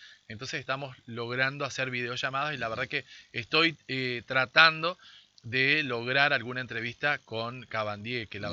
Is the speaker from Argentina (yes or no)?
yes; Argentina; qué es lo que tenemos que hacer como argentinos